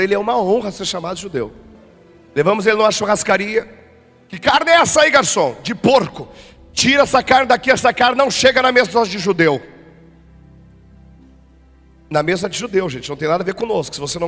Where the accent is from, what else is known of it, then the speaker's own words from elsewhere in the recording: Rio Grande do Sul, Brazil; Eu sou gaúcho e não abro mão disso.